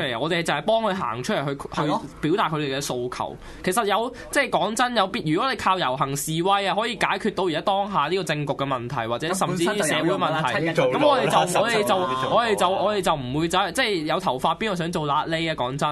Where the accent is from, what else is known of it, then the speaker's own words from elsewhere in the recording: Shenzhen, Guangdong, China; 我係深圳人，深圳。